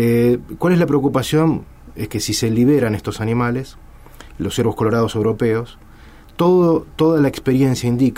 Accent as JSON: {"language": "Spanish", "country": "Argentina", "said": "Nosotros como argentinos tenemos el deber de defender nuestro patrimonio natural."}